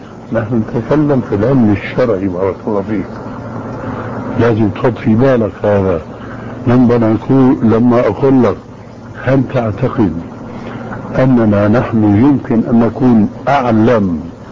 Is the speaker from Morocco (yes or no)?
no; Syria; اسمح لي نص الكلام يقولون عندنا في الشام معنى جواب.